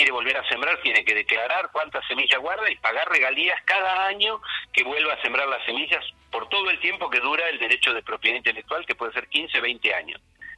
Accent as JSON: {"language": "Spanish", "country": "Argentina", "said": "los que vamos a pagar la regalía finalmente somos los argentinos."}